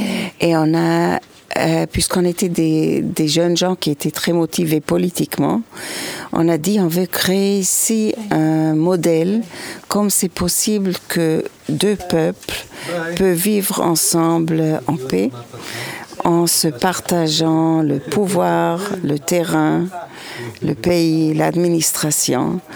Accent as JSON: {"language": "French", "country": "Switzerland", "tie": "born or raised there", "lives_now": "Israel", "said": "je résous mon problème de minorité que je connaissais quand j'ai grandi en Suisse comme minorité."}